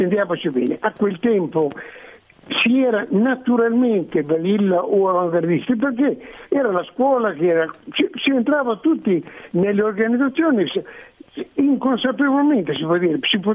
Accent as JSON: {"language": "Italian", "town": "Bologna", "region": "Emilia-Romagna", "country": "Italy", "tie": "born or raised there", "also_born_or_lived": "Ferrara", "moved": "as an adult", "lives_now": "Florence, Italy", "said": "sono stato alcuni anni a Ferrara, poi a Bologna, sono nato a Bologna, poi sì, alcuni anni a Ferrara e poi tornato a Bologna, okay, fino a 24, fino a 20 anni."}